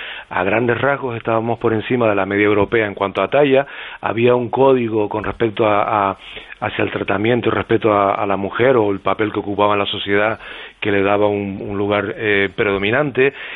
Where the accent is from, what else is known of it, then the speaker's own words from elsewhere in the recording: Canary Islands, Spain; esta noche, además, soy como embajador de Canarias, fuera de Canarias